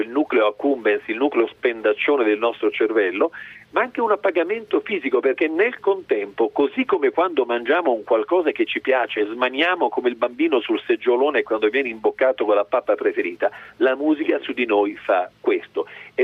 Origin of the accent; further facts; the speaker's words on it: Emilia-Romagna, Italy; Anche io vorrei levare finalmente, levare un po' e dire sono romagnolo.